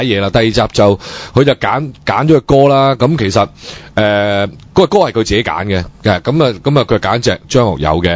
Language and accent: Cantonese; Hong Kong; 但係呢就呢、這个唔知係咪做俾我哋香港人睇啦都